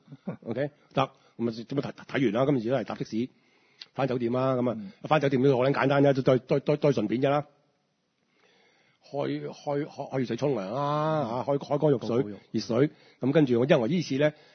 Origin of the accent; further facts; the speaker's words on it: Hong Kong; 所以對我哋香港人有幫助啊